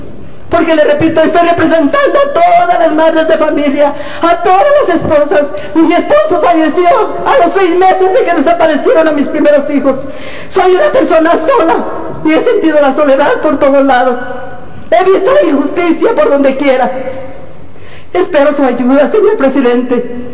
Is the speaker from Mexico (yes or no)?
yes; Mexico; como mexicanos, como madres de familias destrozadas